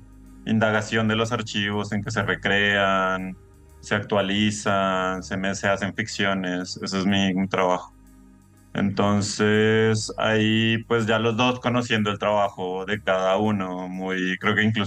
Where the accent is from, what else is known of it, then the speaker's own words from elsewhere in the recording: Colombia; que yo soy de Colombia, ¿no? Yo soy colombiano de Colombia